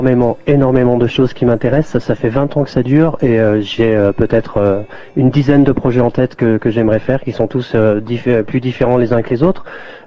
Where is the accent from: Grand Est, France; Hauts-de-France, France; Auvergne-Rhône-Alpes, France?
Auvergne-Rhône-Alpes, France; Saint-Étienne; born there; n'étant pas moi-même ni jamaïcain ni anglais, de faire les choses à ma manière. C'est-à-dire que je suis né à Saint-Étienne en France